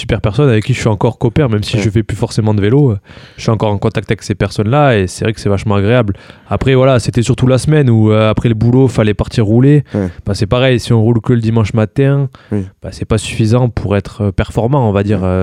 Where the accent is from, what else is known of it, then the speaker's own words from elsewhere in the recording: Benquet, Nouvelle-Aquitaine, France; Un village et... à côté de Mont-de-Marsan, ouais, c'est ça.